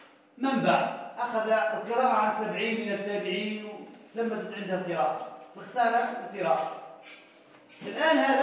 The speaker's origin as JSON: {"language": "Arabic", "country": "Morocco", "said": "مش موجودة عندنا في المغرب"}